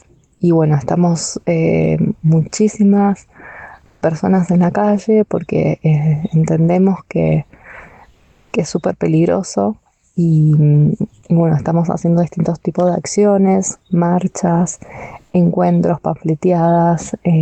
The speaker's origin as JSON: {"language": "Spanish", "town": "Uspallata", "region": "Mendoza", "country": "Argentina", "said": "soy de Uspallata, una localidad que queda al oeste de Argentina, en la provincia de Mendoza."}